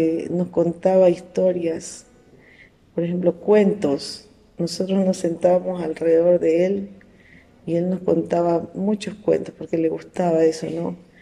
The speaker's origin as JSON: {"language": "Spanish", "town": "Pedernales", "region": "Manabí", "country": "Ecuador", "tie": "born or raised there", "said": "nosotros nos criamos acá, nacimos acá en Pedernales, pero vivíamos como quiera en el campo, que es en la vía Cojimíes."}